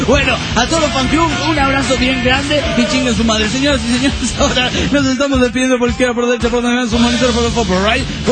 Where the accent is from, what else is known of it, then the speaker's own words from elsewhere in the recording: Sonora, Mexico; de Sonora